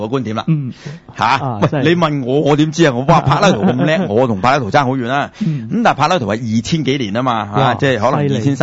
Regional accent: Guangdong, China; 我哋广东人叫两啦，系即系二啦，系嘛？

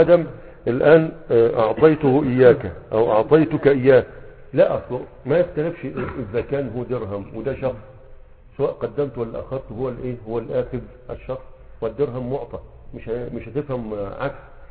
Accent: Egypt; يعني عندنا في مصر يقول لك فلان هيجيب لك الكافية

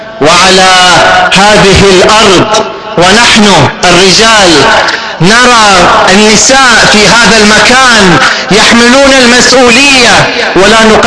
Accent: Bahrain; I am from this region. I am Arabian. I am a Gulf citizen. I am a Bahraini at the end of the day.

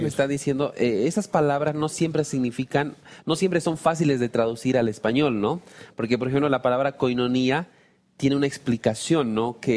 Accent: Bolivia; Acá los que somos de Bolivia sabemos que gracias no significa que pare

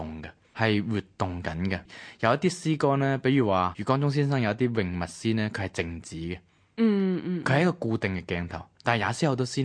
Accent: Hong Kong; 對於我哋香港嘅詩人，對於我哋香港人咧，好多時候其實係一個幻象嚟嘅

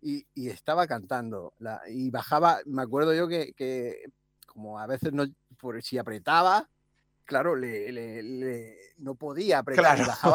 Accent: Barcelona, Catalonia, Spain; Nosotros somos de Barcelona

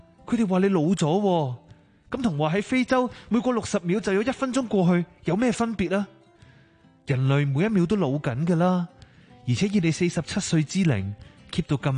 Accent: Hong Kong; 我是一位来自香港的电台主持，

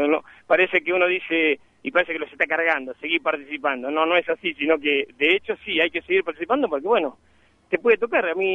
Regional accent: Buenos Aires, Argentina; now in General Alvear, Argentina; No, soy de Buenos Aires, pero viví muchos años en la zona rural de Alvear.

